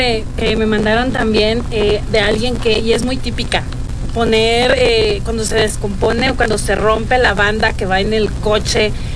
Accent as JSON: {"language": "Spanish", "country": "Mexico", "said": "Como mexicanos, se notan en muchos detalles que no nos gusta pedir ayuda."}